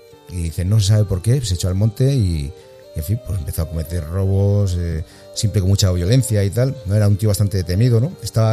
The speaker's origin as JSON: {"language": "Spanish", "town": "Ávila", "region": "Castile and León", "country": "Spain", "said": "Yo soy de Ávila."}